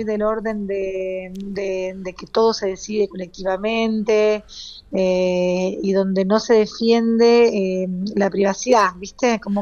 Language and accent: Spanish; Mozambique; pues crecí en Mozambique